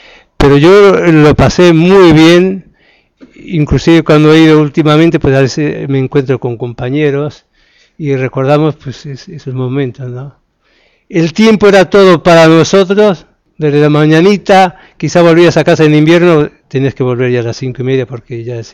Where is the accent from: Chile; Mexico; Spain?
Spain; Castile and León; born there; nací en España, pero más concretamente en una provincia que se llama Palencia, que está al norte de Madrid, a unos 200 kilómetros. Y el pueblito, para que se den una idea, en este momento tiene 8 o 10 habitantes.